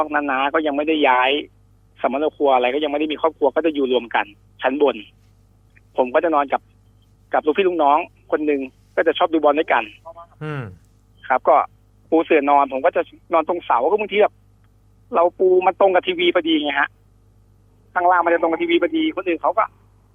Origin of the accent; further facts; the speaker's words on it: Bangkok, Thailand; สมัยก่อนเนี่ยผมเกิดโตกรุงเทพนะครับผมก็อยู่ใช้ชีวิตอยู่ในกรุงเทพแล้วก็จะกลับโคราชเนี่ยทุกปิดเทอม